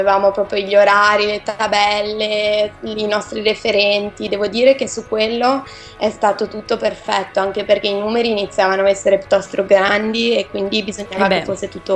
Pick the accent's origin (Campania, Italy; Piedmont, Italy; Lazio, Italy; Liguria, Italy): Liguria, Italy; Recco; now in Milan, Italy; Vengo da Recco, però mi sono trasferita qua per studiare e poi per lavorare in futuro.